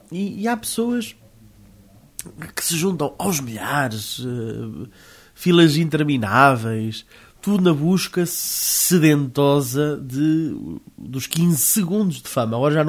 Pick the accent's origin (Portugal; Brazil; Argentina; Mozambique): Portugal; Eu confesso-vos, como português, né, e eu sou patriota